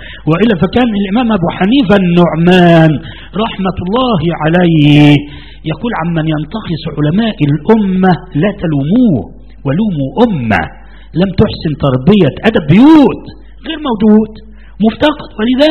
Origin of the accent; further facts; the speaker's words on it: Egypt; وأنا في مصر هنا، أنا لم أستورد من السعودية، أنا غير مستورد، لا أبدا، نشأت هنا وولدت هنا. انظر، وأنا مسلم قبل أن أكون مصريا، قبل أن أكون مصريا، وديني هو الإسلام.